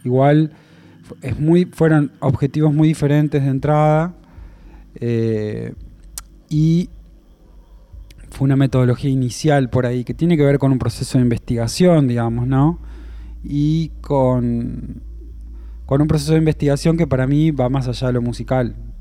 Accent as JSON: {"language": "Spanish", "town": "La Paz", "region": "Entre Ríos", "country": "Argentina", "said": "porque soy de La Paz, es como el porteño que nunca subió al obelisco, ¿viste?"}